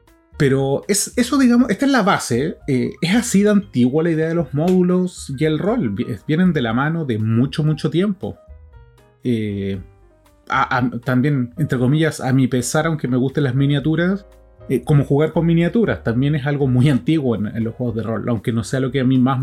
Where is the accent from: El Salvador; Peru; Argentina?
Argentina; Buenos Aires; Ahora saben otra cosa más, yo soy porteño.